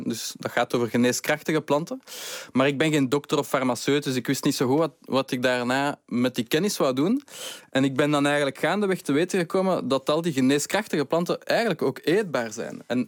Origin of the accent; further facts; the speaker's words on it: Brussels, Brussels-Capital Region, Belgium; Ik ben afkomstig uit Brussel. Ik kende niets van planten.